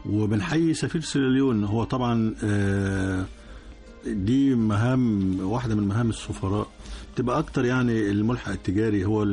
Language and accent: Arabic; Egypt; دمياط عندنا كمصريين وحتى عند العرب في السياحة الشاطئية وخلافه